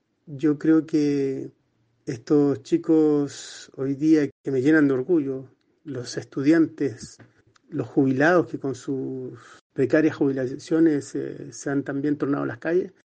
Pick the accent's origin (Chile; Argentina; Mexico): Chile; Antemano doy un saludo fraterno a todo mi pueblo querido de Chile.